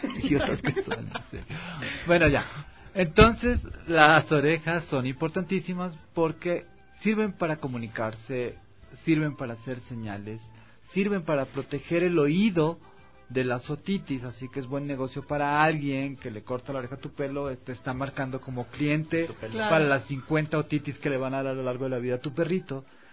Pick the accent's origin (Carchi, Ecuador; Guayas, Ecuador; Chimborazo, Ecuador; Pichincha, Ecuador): Carchi, Ecuador; Soy del Carchi, Tierra Linda, bueno.